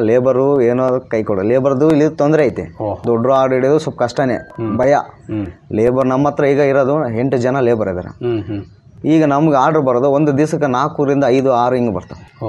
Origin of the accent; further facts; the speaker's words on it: Kaddirampura, Karnataka, India; ಕಡ್ಡಿರಾಮಪುರ, ನಮ್ಮೂರು, ವಿಜಯನಗರ ಜಿಲ್ಲೆ